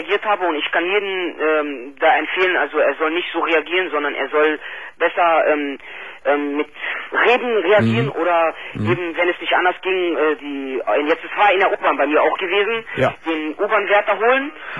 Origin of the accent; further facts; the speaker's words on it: Germany; born there; Also ich bin aber deutsche Staatsangehörigkeit, ich bin in Deutschland geboren, also bin ich auch Deutscher.